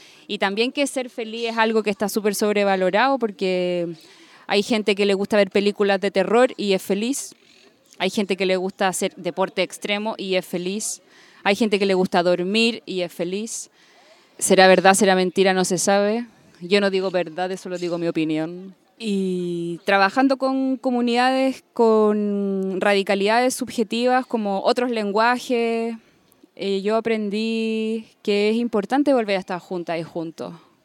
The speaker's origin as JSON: {"language": "Spanish", "country": "Chile", "said": "soy chilena y trabajo hace ya 10 años con distintas comunidades"}